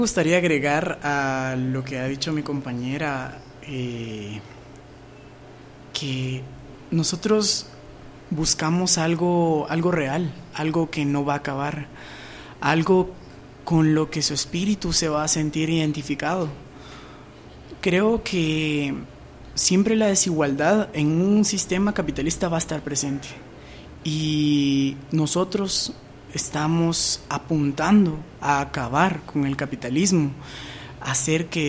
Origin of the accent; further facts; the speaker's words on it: Guatemala; Somos guatemaltecos